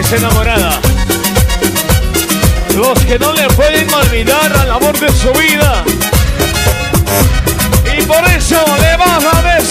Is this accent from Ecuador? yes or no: yes; Ecuador; La Tacunga, Cayambe, Quito. Somos un país del Ecuador.